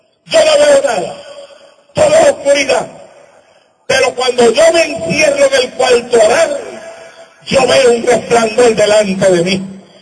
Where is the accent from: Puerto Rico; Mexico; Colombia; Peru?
Puerto Rico; Santa Isabel; Él se iba a cierto punto de mi pueblo, en Santa Isabel, Puerto Rico, la plaza pública, y desde ahí él corría hasta la playa de Santa Isabel